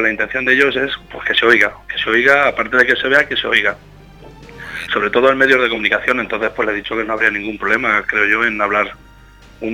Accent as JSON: {"language": "Spanish", "town": "Casas Ibáñez", "region": "Castilla-La Mancha", "country": "Spain", "said": "yo hablo de mi equipo, hablo de mi pueblo. Nosotros aquí somos bastante pacíficos."}